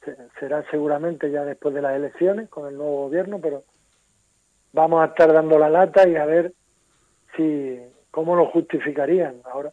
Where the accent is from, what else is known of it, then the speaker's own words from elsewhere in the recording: Andalusia, Spain; moved away; soy de Andalucía, aunque llevo media vida aquí, pero no tengo tanto arraigo